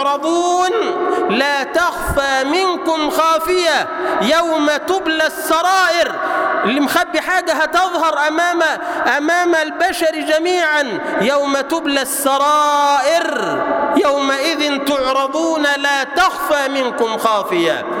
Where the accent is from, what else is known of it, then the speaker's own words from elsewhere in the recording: Egypt; واجعل اللهم بلدنا مصر سلما سلاما